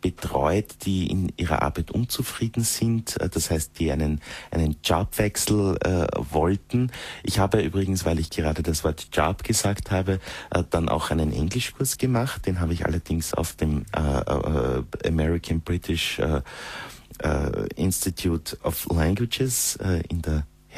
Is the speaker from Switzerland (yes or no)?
no; Styria, Austria; moved away as an adult; now in Vienna, Austria; Und in Wien, wo ich lebe seit einigen Jahren, obgleich ich nicht aus Wien bin, ich bin aus der Steiermark, in der Nähe von Mürzzuschlag geboren, bin aber eigentlich dann, wie ich auf die Fachhochschule gegangen bin, nach Wien gezogen.